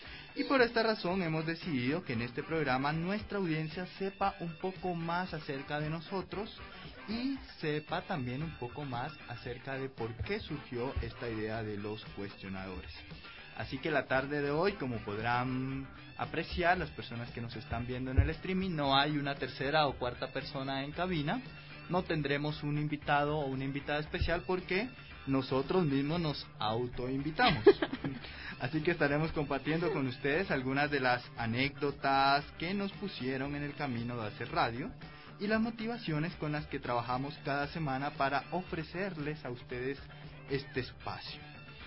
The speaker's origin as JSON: {"language": "Spanish", "town": "Cartagena", "region": "Bolívar", "country": "Colombia", "moved": "yes", "lives_now": "Ecuador", "said": "la champeta, que es un ritmo musical propio de Cartagena, que es el lugar de donde soy."}